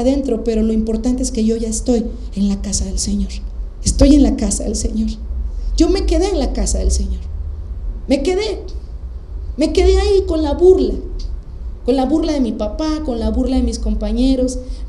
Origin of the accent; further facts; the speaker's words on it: Coatzacoalcos, Veracruz, Mexico; also born or lived in Aguascalientes; Cuando yo me fui de Coatzacoalcos a la ciudad de Aguascalientes, 16 horas de camino para allá, dije, yo nunca voy a volver a Coatzá, no quiero nada con esta ciudad.